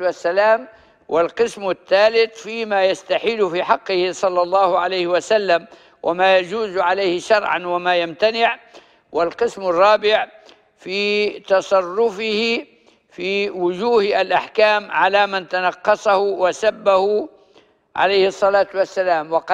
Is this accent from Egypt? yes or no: no; Libya; accent: Libyan; والتكريع في الماء معلوم في لهجتنا الليبية